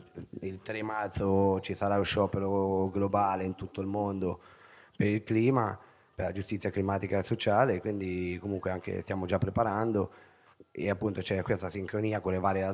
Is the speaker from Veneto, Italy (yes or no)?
no; Ancona, Marche, Italy; sono di Ancona